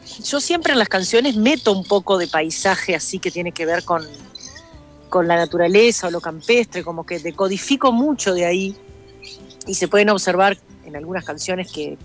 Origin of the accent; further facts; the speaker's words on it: Paysandú, Uruguay; yo soy de Paysandú, mi viejo es ingeniero agrónomo, me crié en varias estancias que mi padre trabajaba